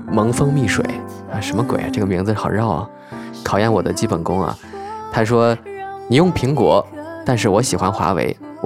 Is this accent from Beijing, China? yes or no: yes; Beijing, China; 我从小到大在北京长大嘛，北京其实也挺多的这种情况。